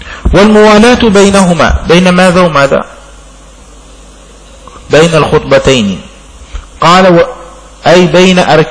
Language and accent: Arabic; Yemen; عندنا في اليمن لا تكاد تجد هذا، لعله عندنا بسبب سخونة الجو، جو حار ما شاء الله هنا